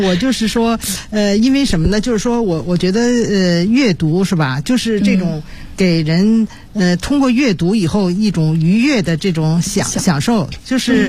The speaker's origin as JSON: {"language": "Chinese", "region": "Beijing", "country": "China", "said": "我是因为是作为一个北京人"}